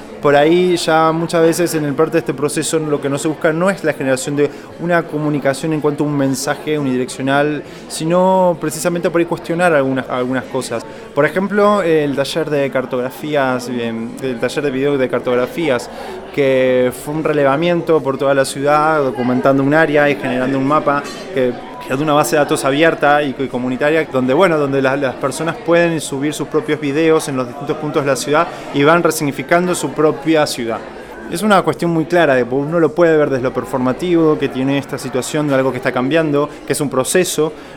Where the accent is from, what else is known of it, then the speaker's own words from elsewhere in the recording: Córdoba, Argentina; vengo de Córdoba, Argentina.